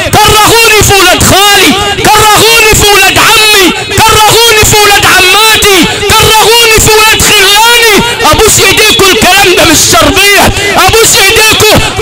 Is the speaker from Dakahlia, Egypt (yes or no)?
no; Sharqia Governorate, Egypt; أنا ابن الشرقية،